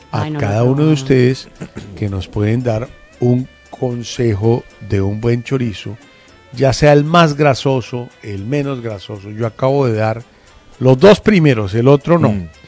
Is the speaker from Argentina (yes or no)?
no; Colombia; ha hecho parte de nuestras vidas como colombianos durante muchísimo tiempo